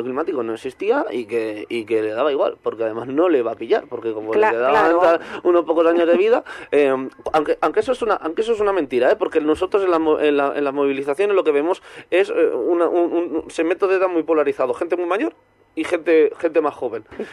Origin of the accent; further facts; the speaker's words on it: Catalonia, Spain; cerraban un colegio de primaria de mi pueblo, allí en Barcelona